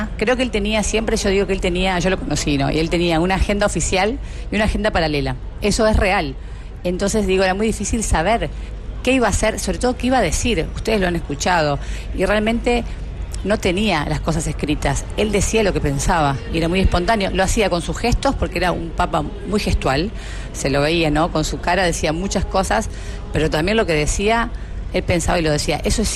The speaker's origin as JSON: {"language": "Spanish", "country": "Argentina", "said": "Creo que es parte de lo que somos también los argentinos."}